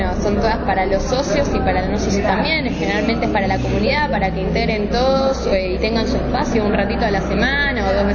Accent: Merlo, Buenos Aires Province, Argentina; yo también soy de provincia, soy de Merlo

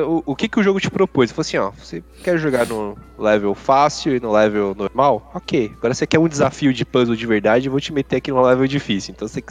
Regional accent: Brazil; a gente é aqui do Brasil, então precisa ter uma dublagem em português, né?

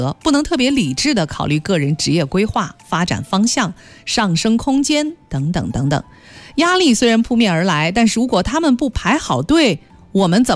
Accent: Hangzhou, Zhejiang, China; 你才32岁，我们杭州话说起来还是小姑娘呢。

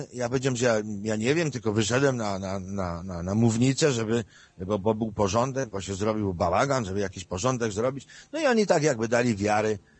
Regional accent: Lesser Poland, Poland; born there; urodziłem się na granicy z Zakopanem

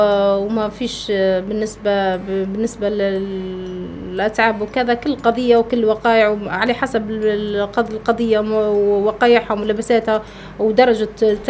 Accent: Benghazi, Libya; انا راهو بنت بنغازي باش نكون معك على بينه، وبنت ليبيا، وعمري ما ننكر اصلي، وانا اصلا من اسره بسيطه

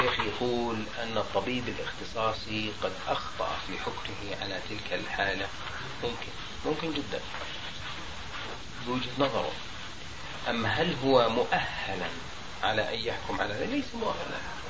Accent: Jordan; في القانون الطب عندنا في الأردن لا يمنع ذلك

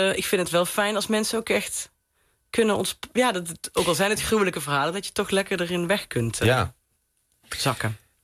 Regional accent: Venlo, Limburg, Netherlands; Vlak over de grens bij Venlo, waar ik vandaan kom.

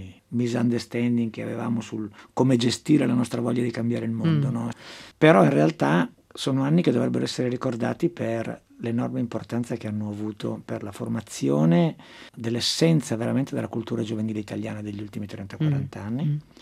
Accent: Chiari, Lombardy, Italy; moved away as an adult; now in Milan, Italy; Il mio polo è sempre stato a Milano. Io sono bresciano d'origine.

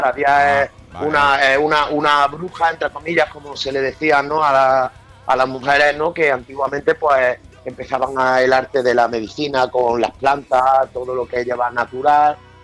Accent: Córdoba, Andalusia, Spain; Somos de Córdoba.

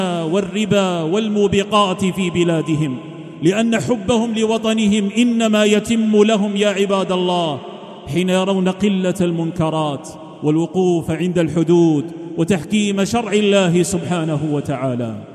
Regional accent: Algeria; النعمة التي من الله بها علينا في بلادنا الجزائر هي من الله عز وجل

